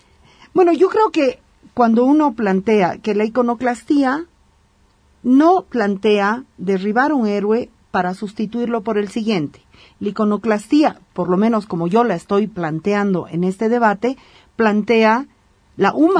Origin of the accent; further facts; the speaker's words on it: Bolivia; me siento como boliviana feliz, porque si bien somos un poco chauvinistas, también somos muy iconoclastas.